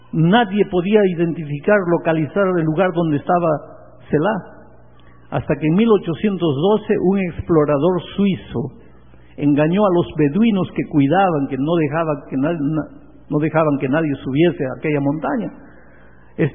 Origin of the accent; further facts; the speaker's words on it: Peru; yo soy peruano, nací en el Perú.